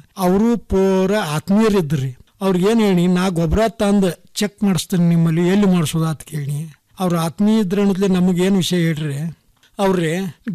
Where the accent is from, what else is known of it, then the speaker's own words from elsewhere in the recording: Hidkal, Karnataka, India; ನಮ್ದು ಬೆಳಗಾವಿ ಜಿಲ್ಲೆ ರಾಯಬಾಗ ತಾಲೂಕು ಹಿಡ್ಕಲ್ ಗ್ರಾಮ.